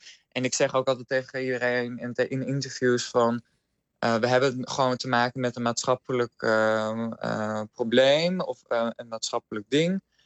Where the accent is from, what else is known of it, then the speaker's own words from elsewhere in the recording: Friesland, Netherlands; Dus dat is het wat ik zelf als Fries in Kollum heb ervaren.